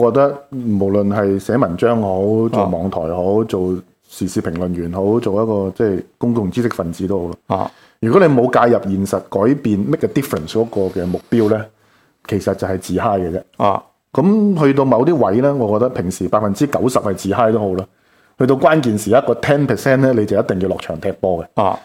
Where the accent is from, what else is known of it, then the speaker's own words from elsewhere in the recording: Hong Kong; 这个才是我们香港人要的特首嘛。